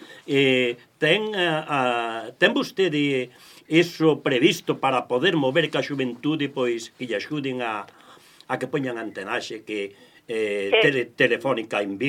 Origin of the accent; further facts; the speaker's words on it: Navia de Suarna, Galicia, Spain; eu son do Concello de Navia de Suarna, E ali a tecnoloxía, pois, é no mismo